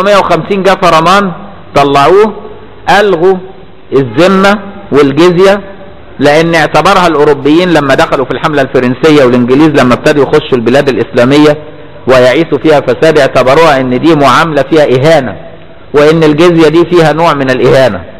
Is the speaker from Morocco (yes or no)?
no; Egypt; عندنا في مصر